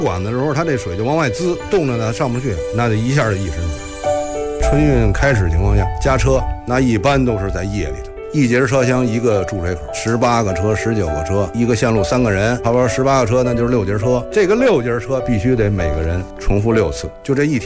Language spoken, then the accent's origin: Chinese; Beijing, China; 我作为一个北京人，而且我又在北京站工作